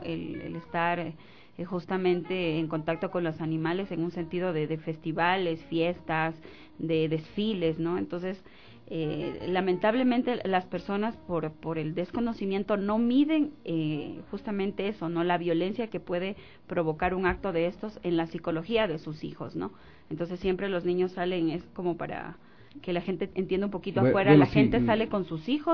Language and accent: Spanish; Ecuador; nosotros como ecuatorianos podríamos aportarte a ti